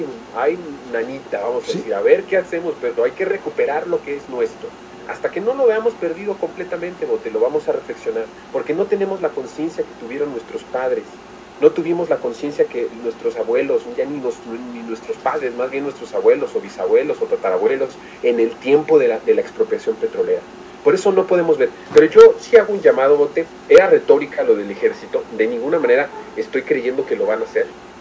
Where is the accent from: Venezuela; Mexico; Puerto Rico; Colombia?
Mexico; Pero lo que sí puede pasar es que nosotros como mexicanos defendamos el petróleo.